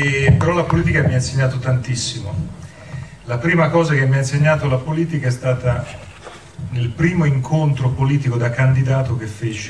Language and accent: Italian; Pisa, Tuscany, Italy; vengo da Pisa, sono toscano